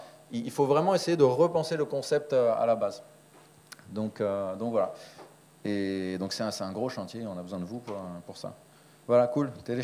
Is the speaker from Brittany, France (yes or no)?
yes; Brittany, France; Moi, je te dirais que je suis pas français, mais je suis breton.